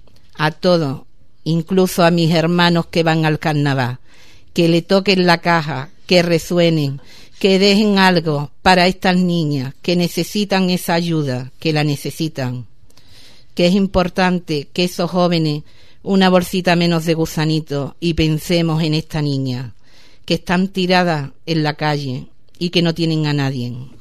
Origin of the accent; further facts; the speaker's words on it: Ubrique, Andalusia, Spain; en este pueblo tan maravilloso, mi pueblo Ubrique